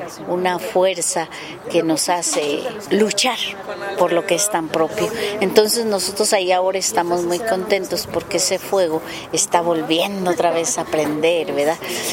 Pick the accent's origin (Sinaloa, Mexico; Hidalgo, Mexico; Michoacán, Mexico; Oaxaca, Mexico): Michoacán, Mexico; Cherán; allá en mi tierra, en Cherán, en Michoacán, en la cultura purépecha